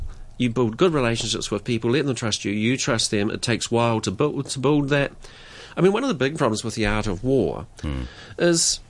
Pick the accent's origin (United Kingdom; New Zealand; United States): New Zealand; I'm not British, by the way. If anyone listening to this, I'm a Kiwi.